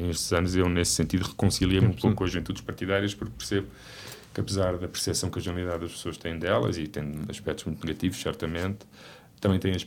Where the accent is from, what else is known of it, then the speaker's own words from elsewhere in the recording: Figueira da Foz, Coimbra, Portugal; also born or lived in Lisbon; apesar da minha família ser toda de Santarém, eles radicaram-se na Figueira da Foz e eu passei quase toda a minha vida na Figueira da Foz.